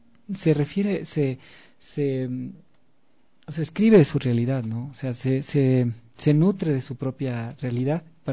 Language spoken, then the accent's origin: Spanish; Ecuador; aquí en mi país, porque claro, allá en España se conoció